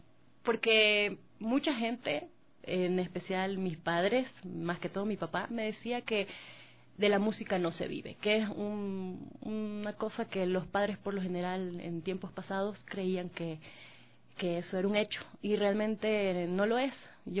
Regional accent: Manabí, Ecuador; A partir de los 4 años empecé a cantar, ya en presentaciones oficiales en Manabí, yo soy de Manabí.

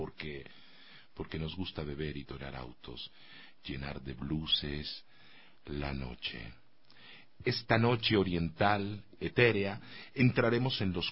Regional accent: Mexico; born there; Y yo, en ese sentido, tengo un gran bagaje, nací en México. Si te contara el linaje, si eso existiera, la estirpe de la cual yo vengo, 30% de mi sangre es indígena, 33% es africana, y el resto es una mezcla que va

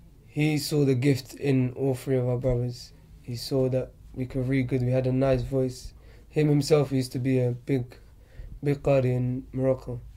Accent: London, United Kingdom; born there; I was born in Northwest London.

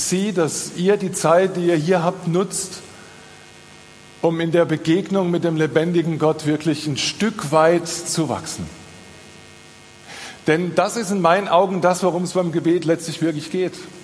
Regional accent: Rhineland-Palatinate, Germany; Also ich bin Pfälzer

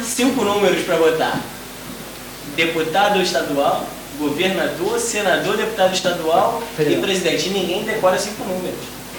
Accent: Brazil; eu aqui, por exemplo, posso justificar que eu não voto no Brasil porque eu tô morando aqui

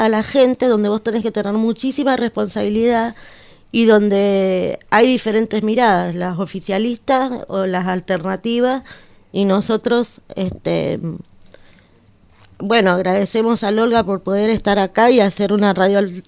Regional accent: Argentina; Pero en el contexto en el que vivimos nosotros, como Argentina me refiero, ¿no?

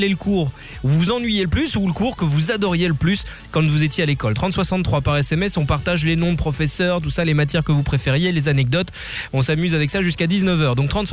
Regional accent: Belgium; chez nous en Belgique

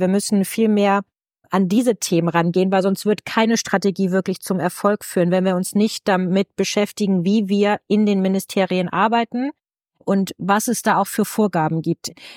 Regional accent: Schleswig-Holstein, Germany; Soll ich dir mal als Schleswig-Holsteinerin von tollen Leuchtturmprojekten erzählen?

